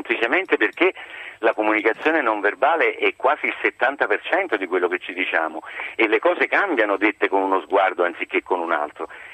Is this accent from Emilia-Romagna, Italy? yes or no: no; Naples, Campania, Italy; Io sono napoletano come Salvatore